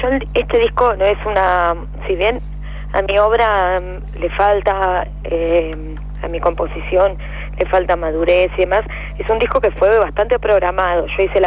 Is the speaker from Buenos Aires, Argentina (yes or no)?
no; Chos Malal, Neuquén, Argentina; Yo soy de Neuquén, soy una cantante, una cantora de neuquina, nacida en Chosmalal. Entonces, la geografía del lugar donde nací y donde me crié es territorio mapuche.